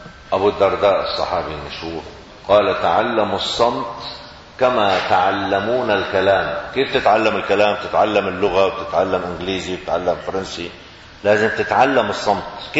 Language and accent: Arabic; Syria; moved away; يعني انا خرجت من سوريا عام 1980 ميلادي، عام 1400 هجري، كان ما بنعرف شيء اسمه مانجا بسوريا